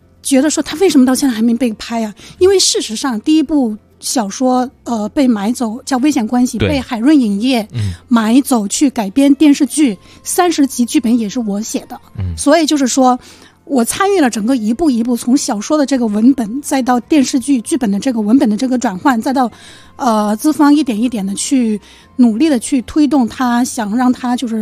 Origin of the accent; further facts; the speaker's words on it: Fujian, China; now in Beijing, China; 其实我也是个北漂，对吧？我是福建人，然后，年轻的时候来到北京，然后在这个大城市生存